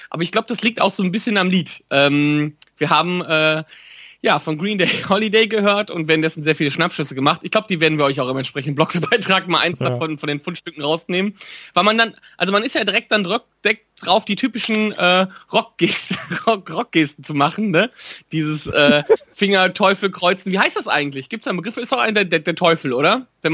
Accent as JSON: {"language": "German", "town": "Wipperfürth", "region": "North Rhine-Westphalia", "country": "Germany", "said": "das ist immer eine Stunde Fahrt von Wipperfürth aus, wo ich herkomme."}